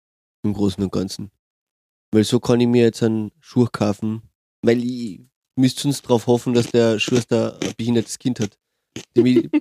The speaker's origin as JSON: {"language": "German", "region": "Carinthia", "country": "Austria", "tie": "born or raised there", "said": "Merlen heißt das bei uns daheim in Oberkärnten, sagt man Merlen dazu, gell?"}